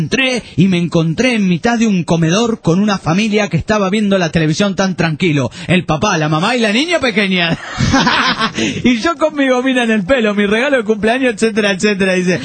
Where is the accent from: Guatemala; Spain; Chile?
Chile; Viña del Mar, Valparaíso; Soy chileno de Viña del Mar.